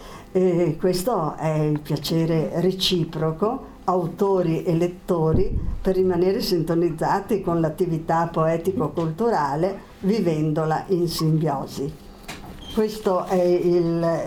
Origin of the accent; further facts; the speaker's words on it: Bolzano, Trentino-Alto Adige/South Tyrol, Italy; io che vengo da Bolzano